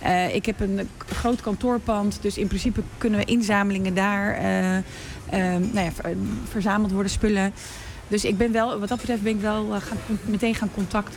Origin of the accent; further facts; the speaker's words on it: Morocco; Ik ben zelf Marokkaans, dus ik ken de Marokkaanse gemeenschap best wel goed.